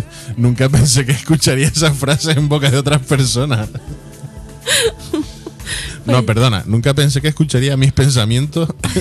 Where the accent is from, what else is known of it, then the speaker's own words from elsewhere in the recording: Canary Islands, Spain; Hola, soy canario.